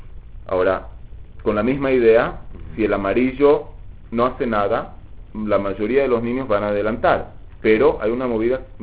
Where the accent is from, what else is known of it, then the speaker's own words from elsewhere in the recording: Uruguay; Sí, soy uruguayo, ¿no?